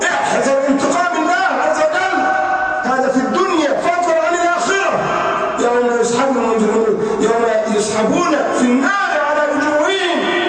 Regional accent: Egypt; ينطلق بها على الطريق الصحراوي عندنا في مصر

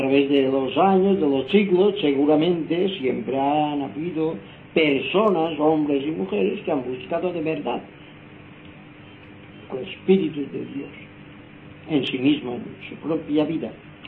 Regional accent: Inca, Balearic Islands, Spain; Aquí estamos en Palma de Mallorca. Yo, el que os habla, soy mallorquín, nací en el pueblo de Inca en el año 1918. Ahora tengo 82 años de edad.

